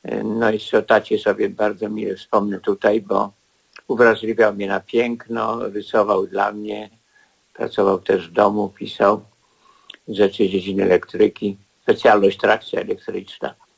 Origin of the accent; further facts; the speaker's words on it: Warsaw, Masovian Voivodeship, Poland; born there; Urodziłem się na warszawskiej Pradze 25 stycznia 1938 roku. Miałem rok, jak wybuchła wojna w 1939 roku.